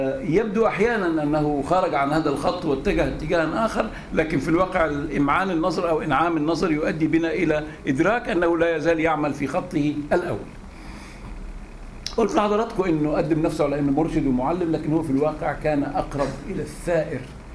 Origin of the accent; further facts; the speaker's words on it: Egypt; بنقول احنا مصريين ضد التبعية